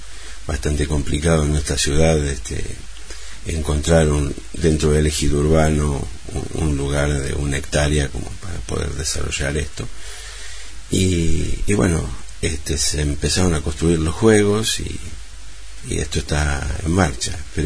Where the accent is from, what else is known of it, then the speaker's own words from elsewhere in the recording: Chivilcoy, Buenos Aires Province, Argentina; born there; Nací en Chivilcoy, en la provincia de Buenos Aires, Argentina.